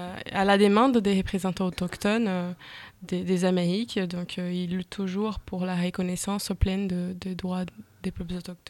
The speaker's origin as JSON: {"language": "French", "town": "Belém", "region": "Pará", "country": "Brazil", "tie": "born or raised there", "second_language": "French", "said": "Je viens de Belém. C'est ma ville natale, je suis née, j'étais élevée, je fais mes études, donc je connais bien cette ville"}